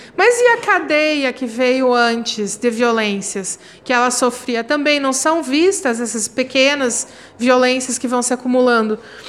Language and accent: Portuguese; Paraná, Brazil; Eu sou paranaense, eu falo assim.